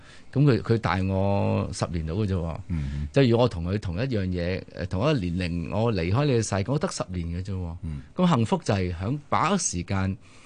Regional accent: Hong Kong; 嗱，我香港人。

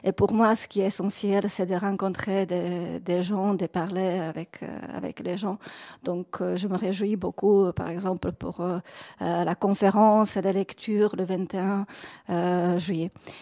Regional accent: Prague, Czechia; quand je suis revenue chez moi à Prague

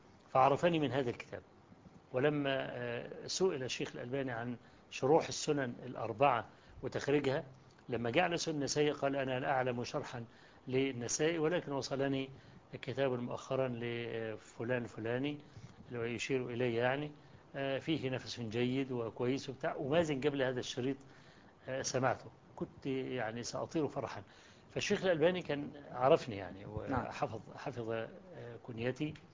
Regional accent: Egypt; وقلت له أنا جئت من مصر عشان أقابلك وإلى آخره.

